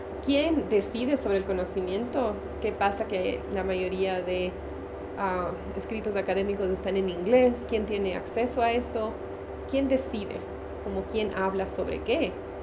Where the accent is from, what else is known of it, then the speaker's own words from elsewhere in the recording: Quito, Pichincha, Ecuador; born there; also born or lived in United States; soy ecuatoriana quiteña de nacimiento, pero he vivido mucho tiempo entre Estados Unidos y Ecuador.